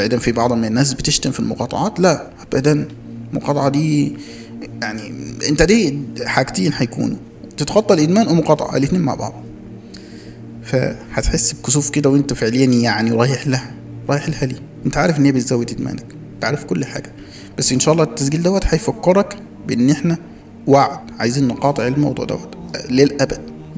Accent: Egypt; احنا عندنا في مصر

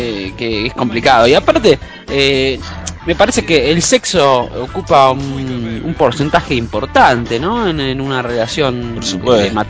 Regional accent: Rosario, Santa Fe, Argentina; Y que sucede esta noticia insólita en mi ciudad natal, que es Rosario, ¿no?

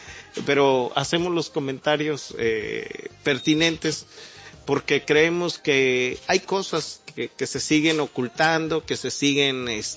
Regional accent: Mexico; como mexicano le puedo decir a una persona así

